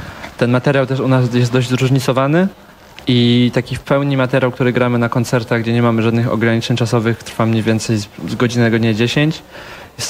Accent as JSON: {"language": "Polish", "town": "Bielsko-Biała", "region": "Silesian Voivodeship", "country": "Poland", "said": "I się okazało, że jesteśmy z Bielska Białej."}